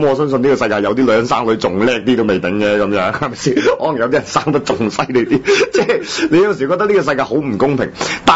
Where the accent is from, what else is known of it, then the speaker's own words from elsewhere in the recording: Hong Kong; 即係我哋香港人嘅驕傲啦咁樣，係即係我哋香港人嘅寶物啦